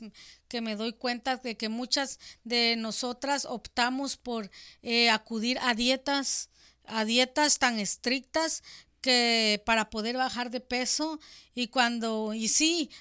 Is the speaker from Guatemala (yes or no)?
yes; Guatemala; como dicen en mi país, Guatemala, de bajón